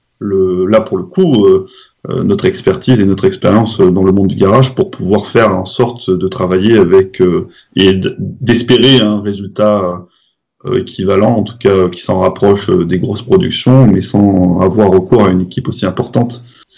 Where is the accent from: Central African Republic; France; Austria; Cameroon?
France; Vu qu'on est français, il y a d'autres choses qui rentrent en jeu